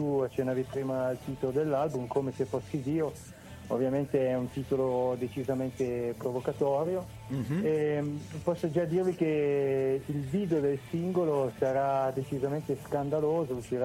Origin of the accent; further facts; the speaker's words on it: Aosta Valley, Italy; io vengo dalla realtà valdostana, sono valdostano.